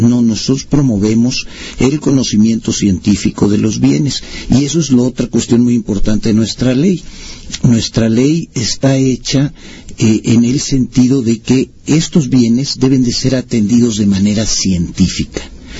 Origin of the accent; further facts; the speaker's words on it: Mexico; Nosotros nos identificamos como mexicanos